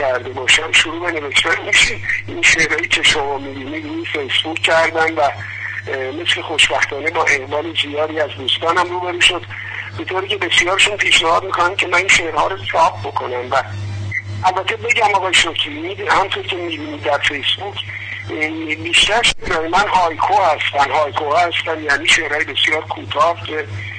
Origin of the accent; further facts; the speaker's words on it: Isfahan, Iran; چون خودم اصلا اصفهانی هستم،